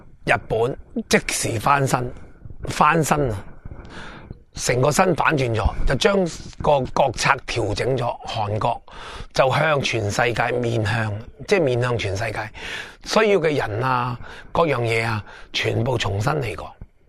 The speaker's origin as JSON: {"language": "Cantonese", "country": "Hong Kong", "said": "我哋香港人后生嗰辈"}